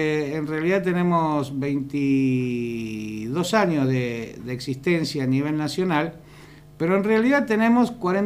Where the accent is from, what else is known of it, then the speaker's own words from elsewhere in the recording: Rosario, Santa Fe, Argentina; Yo que soy oriundo de Rosario, te puedo decir